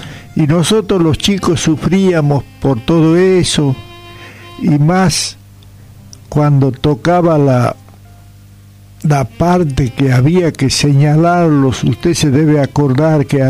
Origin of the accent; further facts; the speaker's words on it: Santiago del Estero, Argentina; me traslado a mi terruño, donde tuve la suerte de nacer, de criarme, allá sobre la barranca del río Dulce